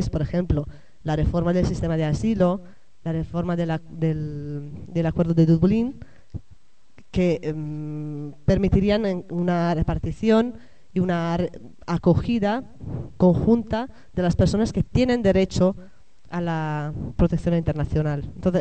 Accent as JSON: {"language": "Spanish", "country": "Italy", "second_language": "Spanish", "moved": "yes", "said": "yo misma soy italiana y me he movido de mi país, me he ido a otro país."}